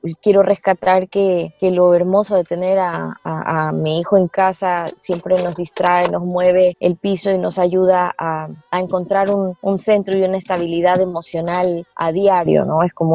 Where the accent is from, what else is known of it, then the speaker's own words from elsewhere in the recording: Ecuador; nosotros como latinos, o nosotros en Ecuador, no estamos muy acostumbrados a pagar por internet